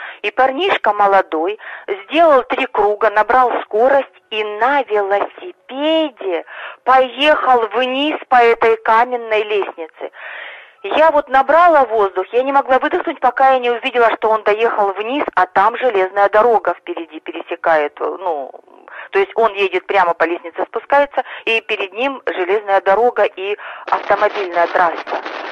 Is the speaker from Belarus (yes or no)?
no; Taganrog, Rostov Oblast, Russia; Я из Таганрога.